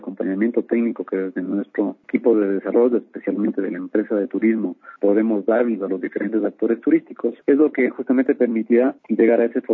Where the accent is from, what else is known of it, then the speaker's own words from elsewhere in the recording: Quito, Pichincha, Ecuador; para que nosotros mismos, como ecuatorianos, como quiteños, conozcamos, nos interesemos más, ver todas estas maravillas que tiene la ciudad, que tiene nuestro país